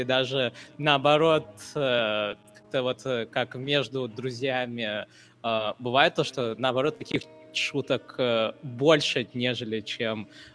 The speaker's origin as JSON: {"language": "Russian", "country": "India", "said": "я вот, например, из Индии, да, и я спокойно могу общаться со студентами из Китая"}